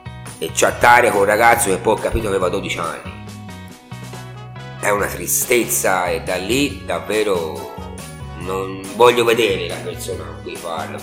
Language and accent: Italian; Montevarchi, Tuscany, Italy; io sono di Montevarchi e mi ricordo che da ragazzo giocavo in Piazza della Repubblica